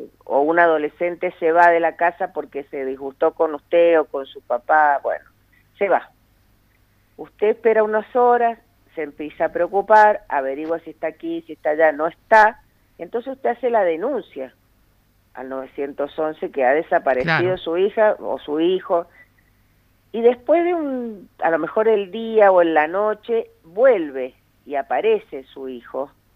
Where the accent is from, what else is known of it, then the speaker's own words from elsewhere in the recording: Tunuyán, Mendoza, Argentina; yo que soy de Tunuyán, sí.